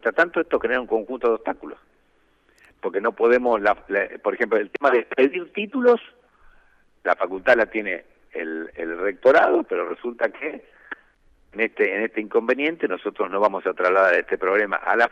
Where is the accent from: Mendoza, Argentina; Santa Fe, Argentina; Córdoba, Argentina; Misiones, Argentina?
Santa Fe, Argentina; Yo soy de Santa Fe, soy profesor titular de la Facultad de Derecho